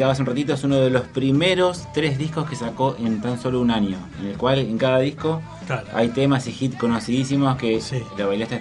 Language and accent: Spanish; Argentina; soy argentino, carajo.